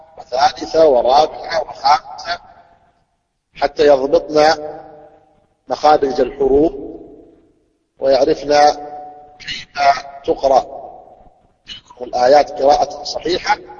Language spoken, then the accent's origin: Arabic; Saudi Arabia; عندنا في السعودية